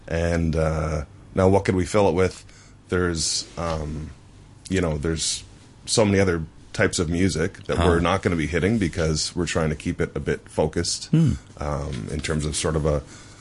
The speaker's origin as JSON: {"language": "English", "country": "Canada", "said": "I'm Canadian"}